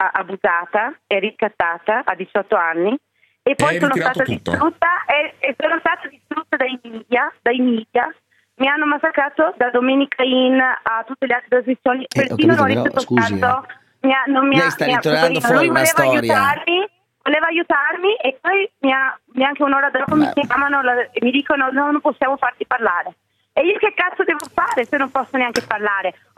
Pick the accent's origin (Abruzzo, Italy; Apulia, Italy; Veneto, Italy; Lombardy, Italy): Veneto, Italy; Vicenza; io sono di Vicenza, tu sei di Padova